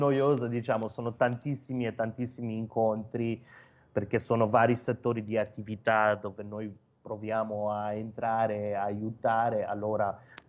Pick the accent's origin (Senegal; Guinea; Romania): Romania; Italian is a second language; moved away as an adult; now in Italy; quando sono partito dalla Romania, avevo un lavoro abbastanza buono, lavoravo per la Presidenza della Repubblica nel Dipartimento di Educazione.